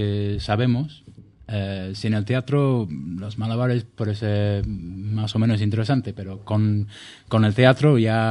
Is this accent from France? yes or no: no; England, United Kingdom; Spanish is a second language; moved away as an adult; now in Spain; Sí, sí. Yo soy inglés.